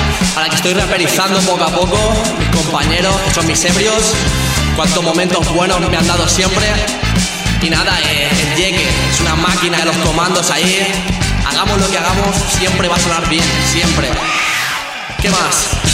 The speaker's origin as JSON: {"language": "Spanish", "town": "La Parra", "region": "Castilla-La Mancha", "country": "Spain", "tie": "born or raised there", "lives_now": "Meliana, Spain", "said": "Un saludo a La Parra, mi pueblo ahí en Cuenca."}